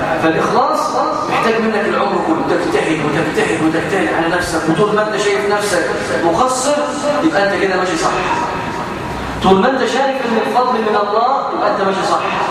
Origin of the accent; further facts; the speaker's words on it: Egypt; عيب عيب في حق هنا كمصريين